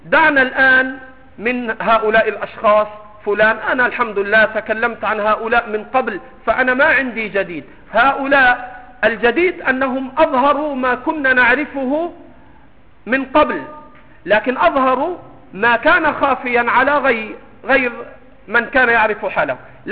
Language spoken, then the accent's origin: Arabic; Egypt; سمك الأراميط عندنا في مصر سمك عليه دهن